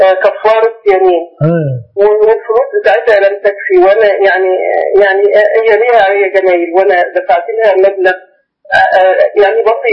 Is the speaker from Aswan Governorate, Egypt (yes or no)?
no; Faiyum Governorate, Egypt; من الفيوم